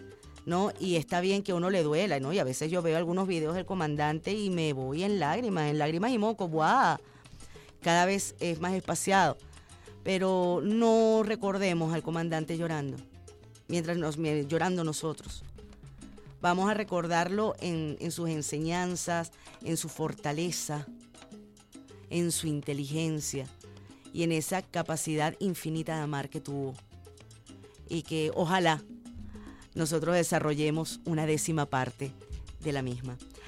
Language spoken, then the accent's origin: Spanish; Venezuela